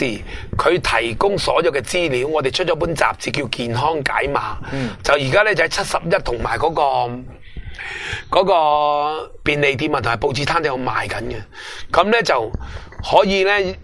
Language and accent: Cantonese; Hong Kong; 我哋香港人唔会买伊斯兰基金嘅。